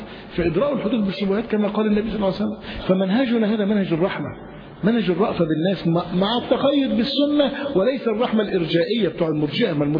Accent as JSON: {"language": "Arabic", "country": "Egypt", "said": "يبقى الناس عندنا في مصر فيهم بلاوي كثيرة جدا"}